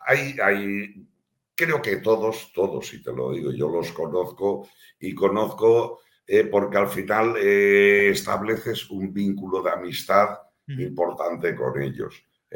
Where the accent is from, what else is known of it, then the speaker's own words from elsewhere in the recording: Valencia, Valencian Community, Spain; Mira, aquí a mí además me gusta presumir de mi tierra. Aquí en Valencia tenemos en el Club de Bugarra una escuela de pesca.